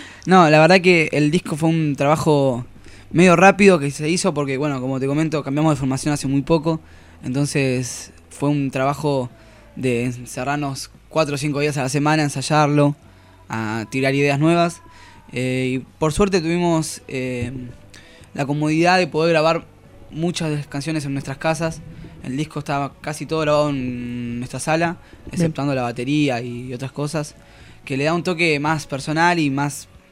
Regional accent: La Plata, Buenos Aires Province, Argentina; Somos todos de La Plata, sí.

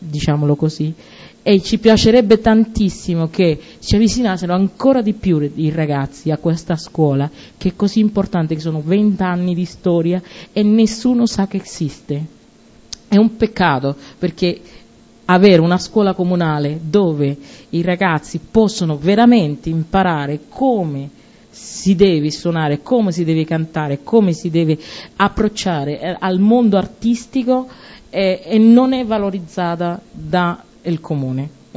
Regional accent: Cuba; now in Italy; io sono cubana, sono arrivata in Italia 15 anni fa, sono cubana di nazionalità, italiana di adozione, perché ormai sono già italiana, mi sento molto italiana.

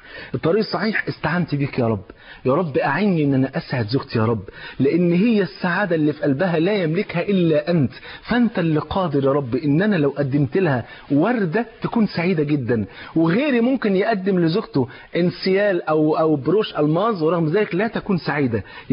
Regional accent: Egypt; على مثل المثل الجميل المشهور عندنا في مصر

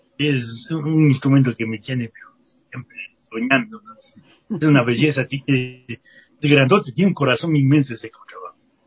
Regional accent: Ecuador; yo soy un músico ecuatoriano

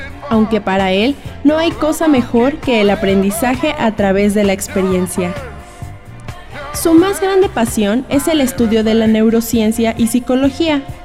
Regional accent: Mexico City, Mexico; born there; Nací en la Ciudad de México el 17 de enero de 1969

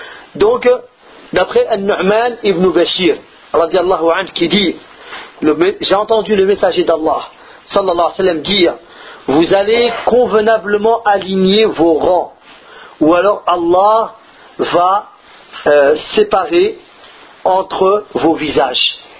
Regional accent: France; Nous, le problème, c'est comme on a grandi en France, on se plaint beaucoup.

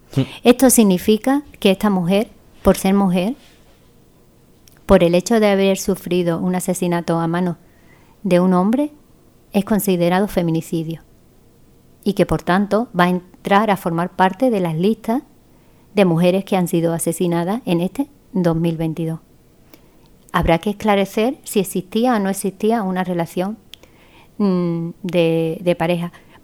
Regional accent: Spain; Ni nosotras las mujeres españolas, de pura cepa, tampoco sufrimos esa situación de violencia de género.

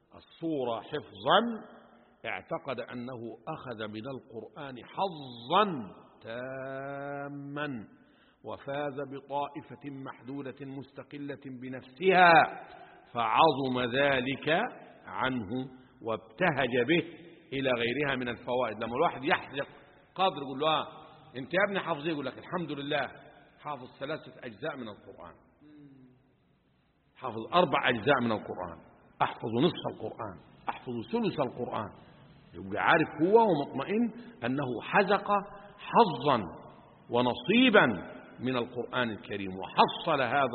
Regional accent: Upper Egypt, Egypt; يعني أنا أذكر زمان حتى حاجة اسمها عندنا في الصعيد مخروطة

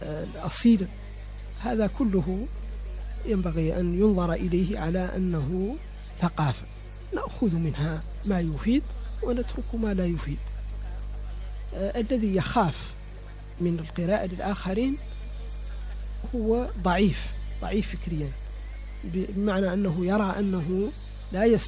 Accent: Mauritania; ولست جزائريا ولا سنغاليا، أنا موريتاني، أمثل نفسي وأمثل بلدي.

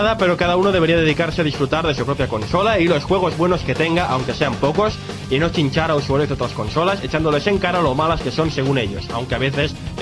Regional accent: Lucena, Andalusia, Spain; soy de Lucena, un pueblo de Córdoba

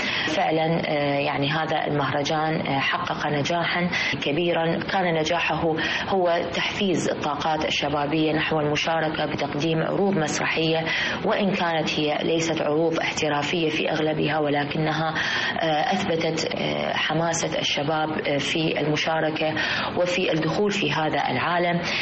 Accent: Iraq; في بلدنا العراق.

